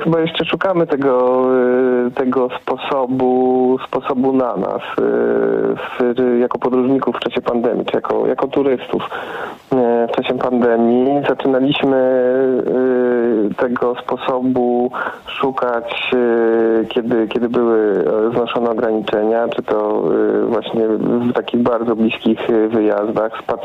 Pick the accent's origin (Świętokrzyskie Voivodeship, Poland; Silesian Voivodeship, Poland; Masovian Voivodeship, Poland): Masovian Voivodeship, Poland; Warsaw; więc my, jako że jesteśmy z Warszawy, to rzuciliśmy okiem trochę dalej